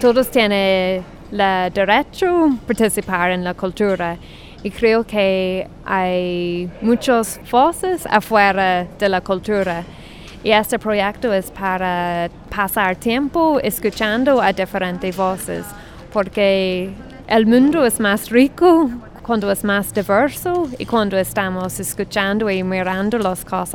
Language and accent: Spanish; Ireland; soy irlandesa.